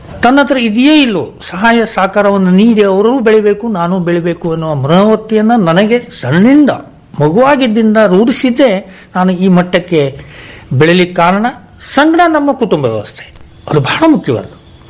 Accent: Minchikeri, Karnataka, India; ನಮ್ಮ ಊರು ಮಿಂಚಿಕೇರಿ ಕುಂಬರಿಗುಡ್ಡಿ

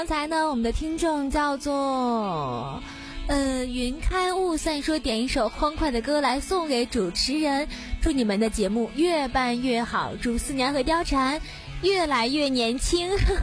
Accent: Beijing, China; 加卤？对，我们北京人不是加卤吗？

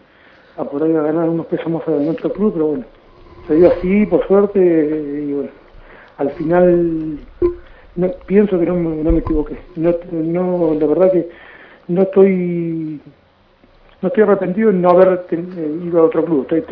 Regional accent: Mar del Plata, Buenos Aires Province, Argentina; now in France; desde el día que me fui de Mar del Plata, me pude ir de cualquier lado, pero bueno, hace ya 10 años que estoy acá, estoy bien.

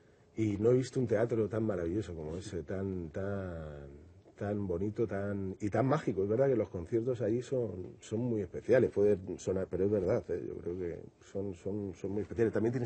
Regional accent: Madrid, Community of Madrid, Spain; Y mira que yo soy madrileño, Madrid me fascina, Madrid aparece mucho en mis canciones

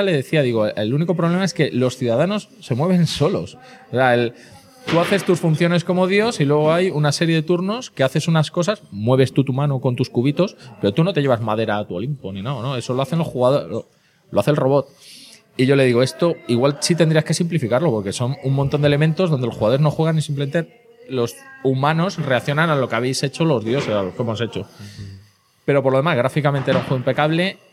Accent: Spain; subo la picaresca, que soy español.

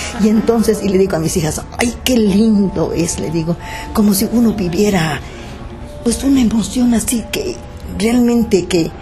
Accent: Itbalche, Campeche, Mexico; yo soy de pueblo, soy de Itbalche, Campeche.

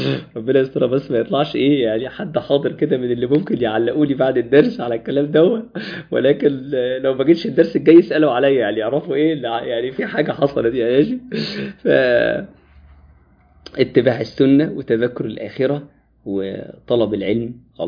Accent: Egypt; واحنا كمصريين عندنا المشكلة دي

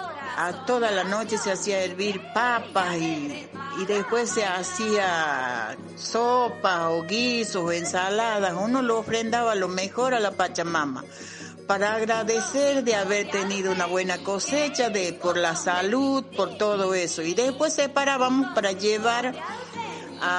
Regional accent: Cerro Negro de Tejadas, Salta, Argentina; also born or lived in Cachi; soy de Salta la Linda, así que nací en el pueblo de Cachi y después de ahí me crié en un lugar llamado Cerro Negro de Tejadas. Vengo de parte de mi padre Coya, mi madre Calchaquí.

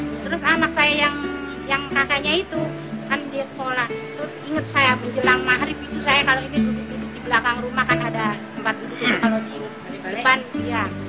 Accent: Jakarta, Indonesia; kan bahasa orang Betawi kan, saya orang Betawi ya.

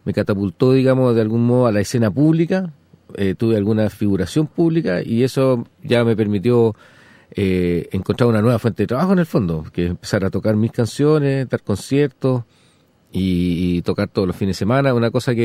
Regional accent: Chile; soy un compositor chileno

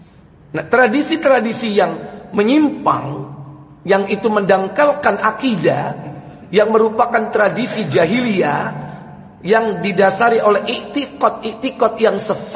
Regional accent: Java, Indonesia; Misalnya ada tradisi kita orang Jawa itu suka nganter-nganter makanan menjelang Ramadan.

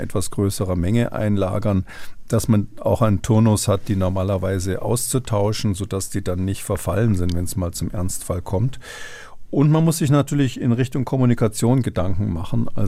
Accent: Munich, Bavaria, Germany; Na, Sie sprechen ja mit einem gebürtigen Münchner

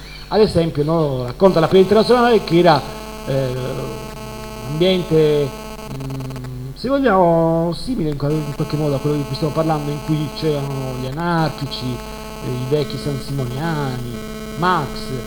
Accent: Bari, Apulia, Italy; Io per esempio sono originario di Bari

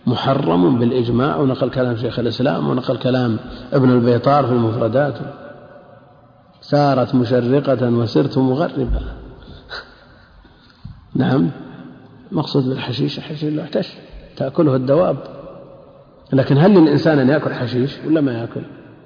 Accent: Najd, Saudi Arabia; عندنا في نجد سمى شبع أيضا.

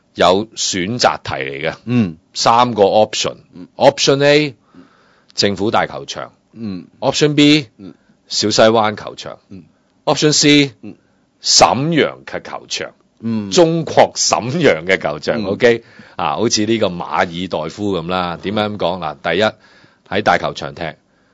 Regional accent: Hong Kong; 我都係香港人啊，

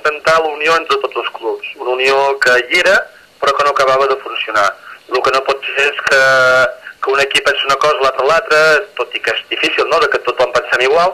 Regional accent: Arbúcies, Catalonia, Spain; perquè soc d'Arbúcies

